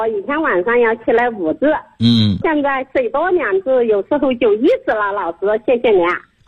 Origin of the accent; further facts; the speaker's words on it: Lu'an, Anhui, China; 我是来自安徽六安的老师。